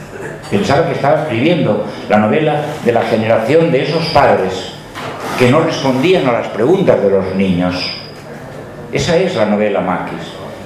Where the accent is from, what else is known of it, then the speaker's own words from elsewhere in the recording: Gestalgar, Valencian Community, Spain; aunque mi tierra, concretamente mi pueblo, ese Gestalgar